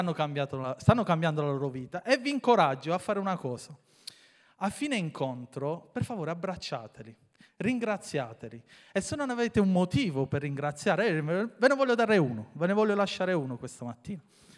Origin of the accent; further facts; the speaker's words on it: Mottola, Apulia, Italy; 38, vabbè, dai, 38, e sono di Mottola.